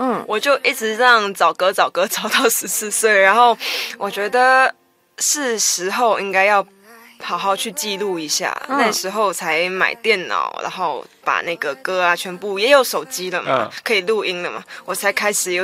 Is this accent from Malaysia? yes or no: yes; Malaysia; 我来自马来西亚